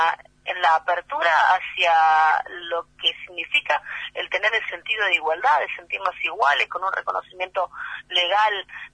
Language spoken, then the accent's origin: Spanish; General Belgrano, Buenos Aires Province, Argentina; A los 20 no mencionábamos el apoyo, por lo menos en mi pueblo, en General Belgrano, que son 120.000 habitantes, no, 20.000 habitantes en General Belgrano